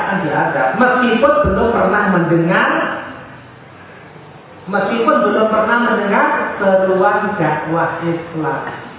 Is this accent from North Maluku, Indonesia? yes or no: no; Magetan, East Java, Indonesia; bahkan sudah sampai ke daerah saya di Magetan sana juga ya